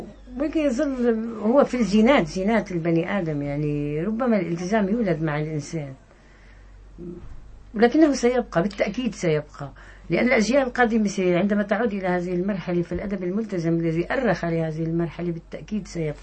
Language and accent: Arabic; Syria; فأنا شخصيا أرفض رفض قاطع أن أقول أني سورية، أنا عربية سورية.